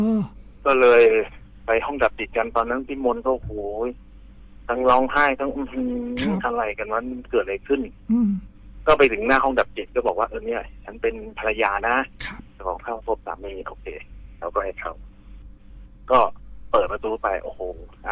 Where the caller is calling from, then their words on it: Bang Khae, Bangkok, Thailand; ที่บางแคครับ